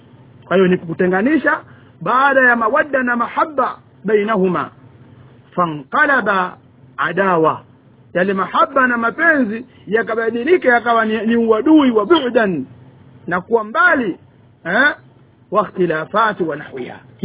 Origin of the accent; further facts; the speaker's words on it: Tanga, Tanga Region, Tanzania; kule kwetu kule Tanga kule itwa limbwata hiyo.